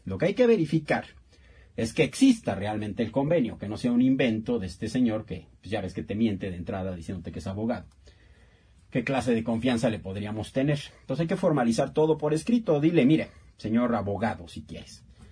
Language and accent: Spanish; Mexico; lo que nos queda a nosotros hacer como mexicanos